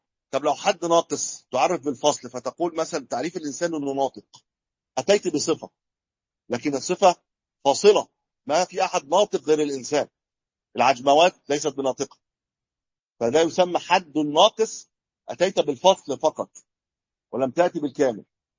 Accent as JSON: {"language": "Arabic", "country": "Egypt", "said": "عندنا في مصر البر يقولوا إيش؟ البر يطلق على إيش عندنا؟ القمح."}